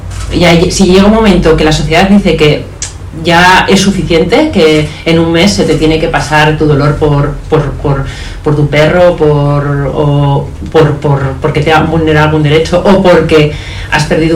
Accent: Bilbao, Basque Country, Spain; yo soy de Bilbao, entonces esto es la realidad

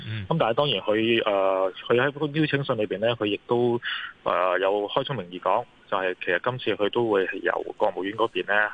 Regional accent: Hong Kong; 我哋香港人

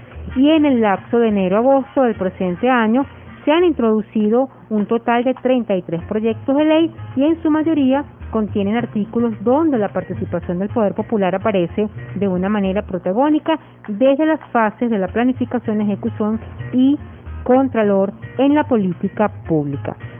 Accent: Venezuela; los derechos que tenemos como venezolanos

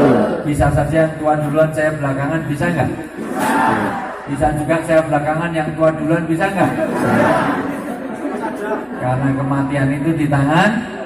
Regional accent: Java, Indonesia; Saya asli orang Jawa

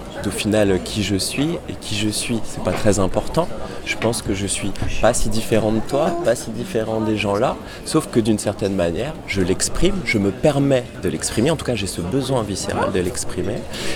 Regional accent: Corsica, France; Parce que ben, chez nous en Corse, il y en a plein.

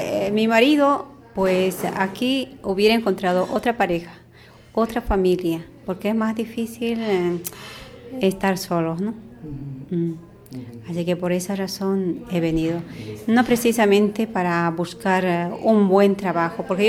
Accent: Bolivia; moved away as an adult; now in Spain; Vengo de Bolivia.

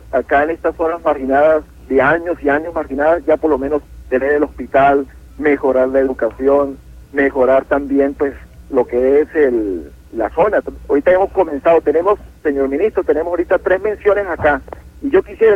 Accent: Palmira, Táchira, Venezuela; Yo soy de Palmira, estado Táchira.

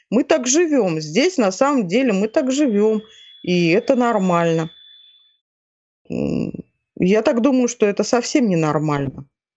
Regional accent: Novokuznetsk, Kemerovo Oblast, Russia; moved away as an adult; now in Moscow, Russia; я являюсь уроженкой города Новокузнецка, Кемеровской области, это всем известный Кузбасс и в пределах нашей страны, и за пределами ее.

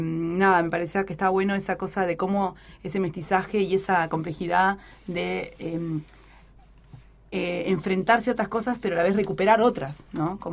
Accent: Maldonado, Uruguay; yo soy de Maldonado, ya lo saben por otras anécdotas.

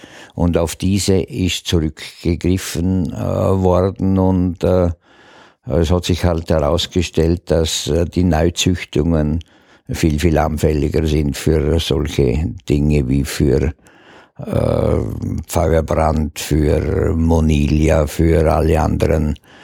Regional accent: Dornbirn, Vorarlberg, Austria; born there; Ich bin kein Schwarzacher, ich bin in Dornbirn geboren. Der Dornbirner ist ein eigener Menschenschlag.

